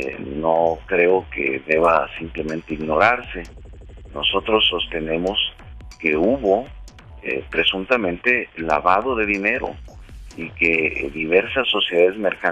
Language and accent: Spanish; Mexico; nosotros como mexicanos, ya no solo como miembros del movimiento progresista, sino como mexicanos